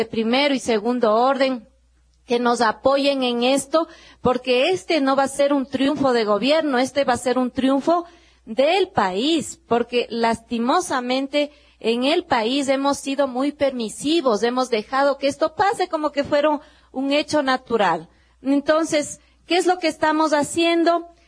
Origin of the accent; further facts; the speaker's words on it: Ecuador; como sociedad ecuatoriana tenemos que avanzar más.